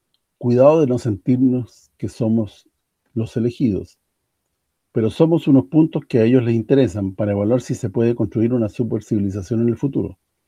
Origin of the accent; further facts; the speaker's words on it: Sicily, Italy; Esto es lo que me queda por hacer en mi tierra, en Sicilia.